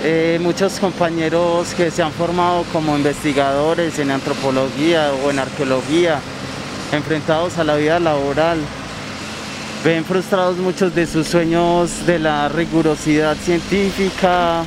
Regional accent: Medellín, Antioquia, Colombia; Crecí en Medellín y esta ciudad siempre está siendo construida. Por ello crecí viendo las máquinas hacer edificios o crear acueductos.

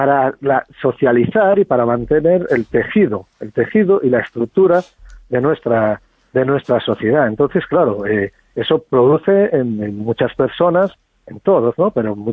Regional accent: Vigo, Galicia, Spain; born there; Yo recuerdo, yo nací en Vigo, en mi barrio

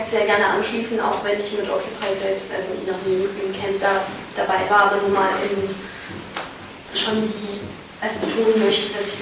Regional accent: Berlin, Germany; now in Vienna, Austria; ich bin Berlinerin und studiere in Wien

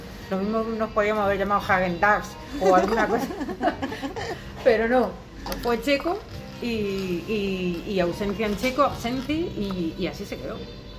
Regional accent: Almería, Andalusia, Spain; moved away; llevo 10 años aquí, pero sí, yo soy de Almería.

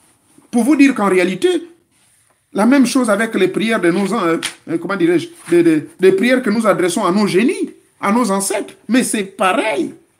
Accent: Gabon; celui que nous appelons chez nous au Gabon, Moussavou

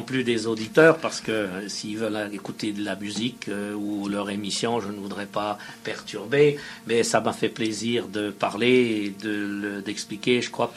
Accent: France; j'ai dit, écoutez, on est français, tout ça.

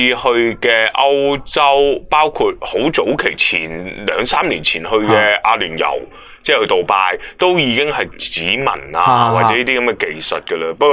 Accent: Hong Kong; 即系作为一个香港人支持香港人

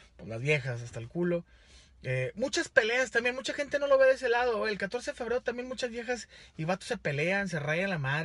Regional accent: Monterrey, Nuevo León, Mexico; yo soy de Monterrey, Nuevo León.

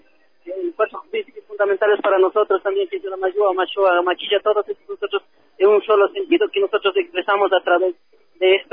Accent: Salasaca, Tungurahua, Ecuador; desde la provincia de Tungurahua, de la parroquia Salasaca, que pertenecemos al Cantón Pelileo. De allá venimos nosotros a una hora y media de aquí, de la ciudad de Quito.

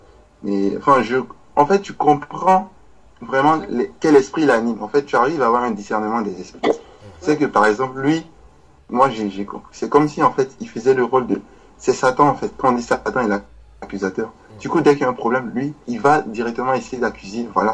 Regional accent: Côte d’Ivoire; avec son accent, comme je suis ivoirien, je me suis rendu compte qu'elle était ivoirienne aussi

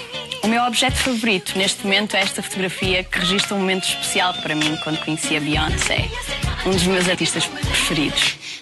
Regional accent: Porto, Norte, Portugal; now in London, United Kingdom; tenho 23 anos e venho do Porto.

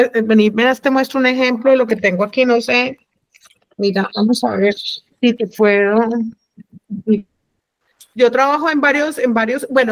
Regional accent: Cali, Valle del Cauca, Colombia; Bueno, lo que pasa es que yo soy caleña, ¿no?

